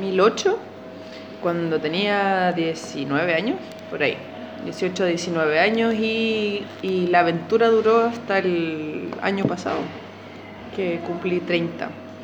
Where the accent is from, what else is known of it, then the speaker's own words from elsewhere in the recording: Santiago, Santiago Metropolitan Region, Chile; also born or lived in Valencia / Segovia; Yo soy de Santiago y nunca me imaginé vivir en lugares más pequeños.